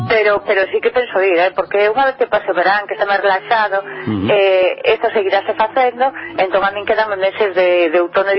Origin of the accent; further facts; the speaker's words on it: Lira, Galicia, Spain; eu son de Lira